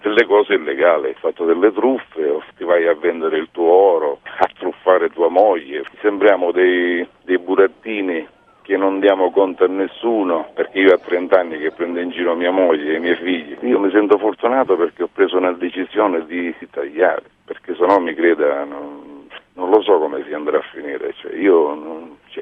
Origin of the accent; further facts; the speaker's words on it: Sicily, Italy; all'inizio le parlo di 30 anni fa, dove io sono, che io vengo dalla Sicilia